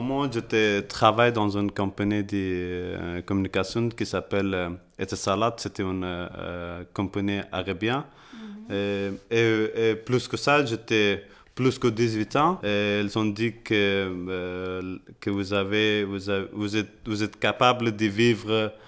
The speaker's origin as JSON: {"language": "French", "region": "Kabul", "country": "Afghanistan", "second_language": "French", "moved": "yes", "lives_now": "Brussels, Belgium", "said": "Parce que je suis de Kaboul, le commissariat croit que Kaboul elle était sûre, elle ne sait pas dangereux la même des autres provinces qui sont à Afghanistan."}